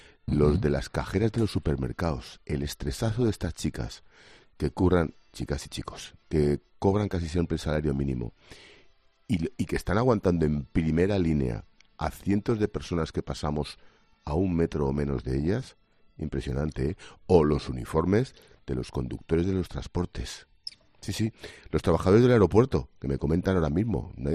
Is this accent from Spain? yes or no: yes; Cádiz, Andalusia, Spain; Yo creo que este tío es de CAI. Es de mi CAI.